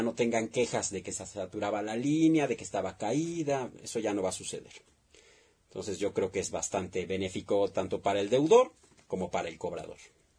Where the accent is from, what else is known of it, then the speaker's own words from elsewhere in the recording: Mexico; Yo creo que es lo peor que podemos hacer como mexicanos, que exista esa división.